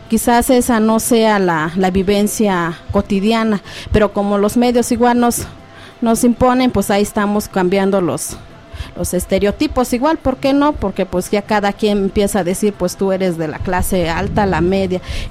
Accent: Santa María Tlahuitoltepec, Oaxaca, Mexico; Nosotros venimos del estado de Oaxaca, en un municipio localizado llamado Santa María Tlahuitoltepec.

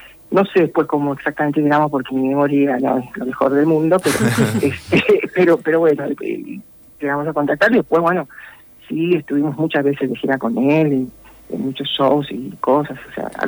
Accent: Costa Rica; en Costa Rica, que es mi país de origen

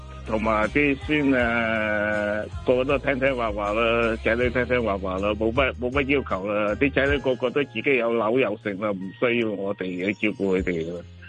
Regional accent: United Kingdom; also born or lived in China; now in Hong Kong; 咁我四岁咧就去咗英国。

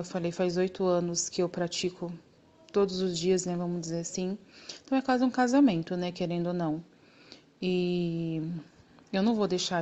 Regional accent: Minas Gerais, Brazil; moved away as an adult; Eu vim de Minas e lá em Minas, eu deixei meu filho, eu deixei minha família, eu deixei tudo lá em Minas, né?

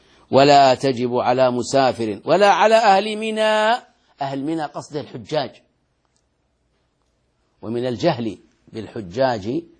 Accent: Bahrain; أنا شاهدته وأنا صغير آتيه في البحرين في المسجد الذي بجوار بيتي

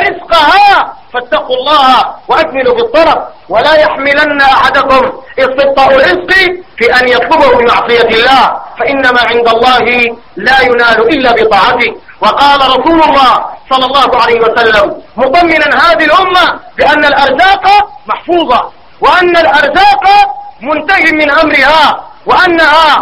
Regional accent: Sudan; اللهم إنا نسألك في بلادنا السودان أن تكون بلادنا سخاء رخاء

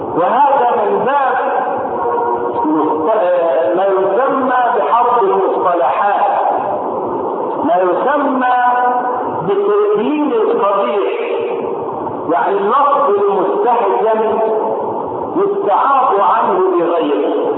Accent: Egypt; وان لم تكن واضحه في حياتنا نحن هنا كمصريين

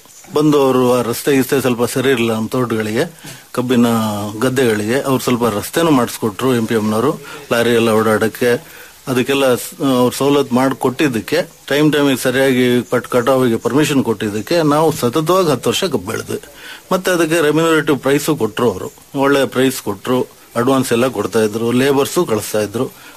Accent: Narasimharajapura, Karnataka, India; ನಾವು ಮೂಲತಃ ಅಂದ್ರೆ ಜಾಸ್ತಿ ನಾವು ಎನ್ನಾರ್ಪುರ ಮಲೆನಾಡು ಕಡೆಯವರು, ಮುಳುಗಡೆ ಭಾಗದವ್ರು.

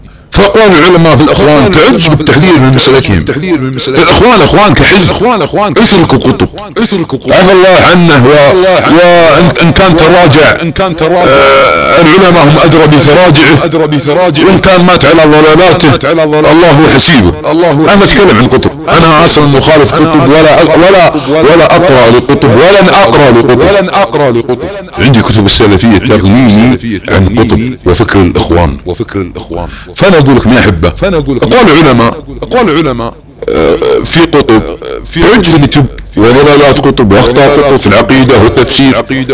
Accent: Saudi Arabia; التي تربينا عليها في بلادنا السعوديه

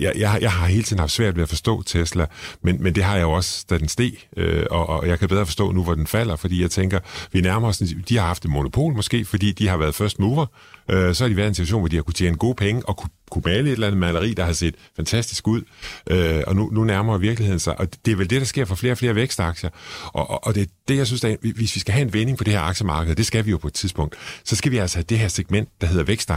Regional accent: Struer, Central Denmark Region, Denmark; jeg kommer fra Struer, så har man noget kærlighed til den gamle virksomhed deroppe.

